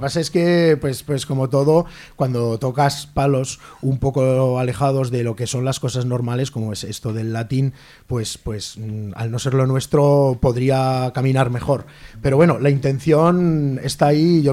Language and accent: Spanish; Aragon, Spain; nosotros no somos del espacio exterior, somos de la Ribera del Ebro